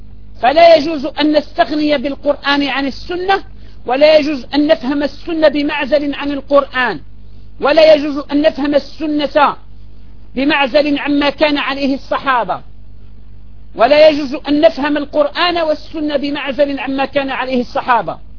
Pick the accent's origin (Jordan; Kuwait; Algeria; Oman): Algeria; عندنا في الجزائر في بعض المناطق يذكرون الأنثى